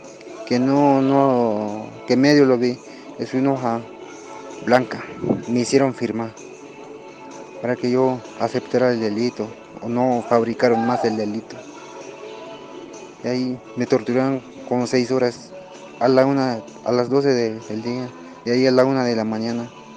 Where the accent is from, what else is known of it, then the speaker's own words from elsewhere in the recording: Pueblo Nuevo Solistahuacán, Chiapas, Mexico; born there; Pues, yo nací en una colonia Aurora Ermita, municipio de Pueblo Nuevo, Solistado, acá en Chiapa. Fecha de nacimiento es 27 de mayo de 1988. Tengo 32 años. Y yo soy agricultor